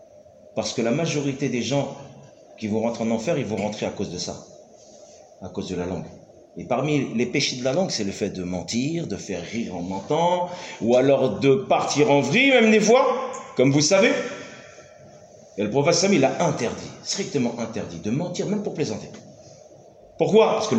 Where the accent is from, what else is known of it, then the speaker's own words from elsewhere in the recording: France; nous on vient de France, on vient d'Europe.